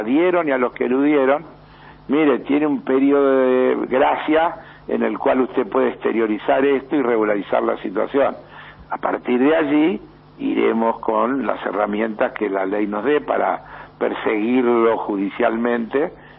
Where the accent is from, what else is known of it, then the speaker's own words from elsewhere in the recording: Argentina; nosotros somos argentinos y en segundo lugar latinoamericanos.